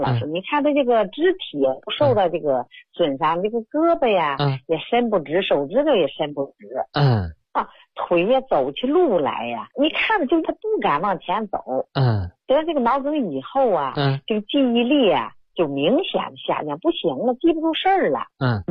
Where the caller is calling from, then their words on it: Hubei, China; 我是湖北的一个患者家属。